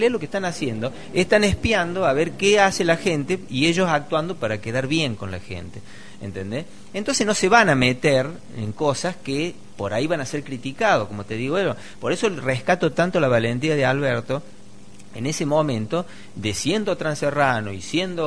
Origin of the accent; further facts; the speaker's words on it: Córdoba, Argentina; También soy cordobés y he vivido el rally también de chico en mi zona y todo